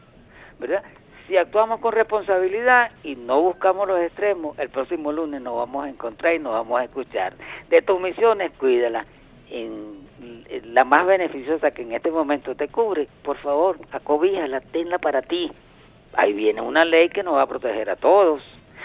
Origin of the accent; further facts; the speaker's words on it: Venezuela; para darnos un abrazo como hermanos venezolanos.